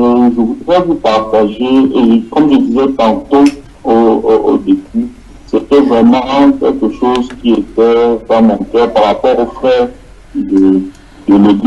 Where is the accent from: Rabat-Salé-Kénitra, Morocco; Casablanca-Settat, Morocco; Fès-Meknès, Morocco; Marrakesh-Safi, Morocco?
Casablanca-Settat, Morocco; Casablanca; de Casablanca.